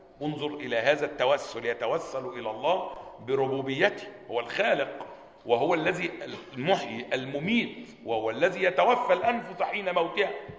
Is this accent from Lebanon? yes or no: no; Egypt; كانت جماعة عندنا في مصر